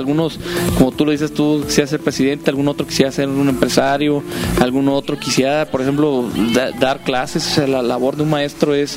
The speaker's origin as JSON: {"language": "Spanish", "town": "Irapuato", "region": "Guanajuato", "country": "Mexico", "said": "que vayamos a cualquier parte del mundo, digamos, somos de Irapuato."}